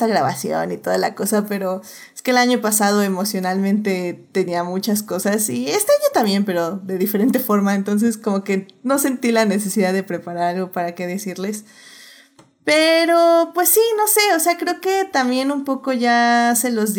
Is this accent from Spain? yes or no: no; Mexico; creo que como mexicanos, como personas que vivimos en México, también siento que nos podemos relacionar mucho con ese tipo de ambiente